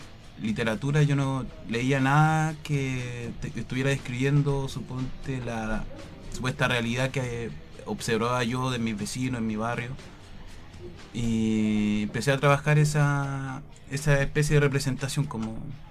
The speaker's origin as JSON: {"language": "Spanish", "town": "Santiago", "region": "Santiago Metropolitan Region", "country": "Chile", "tie": "born or raised there", "also_born_or_lived": "Rancagua", "said": "Nací en 1986 en Rancagua. Viví en la sexta región parte de mi infancia y después nos trasladamos a la periferia de Santiago, la zona sur."}